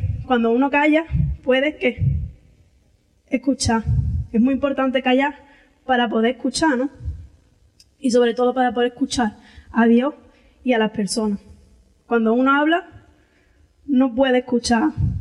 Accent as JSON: {"language": "Spanish", "region": "Andalusia", "country": "Spain", "said": "porque yo, como buena andaluza, hablo mucho"}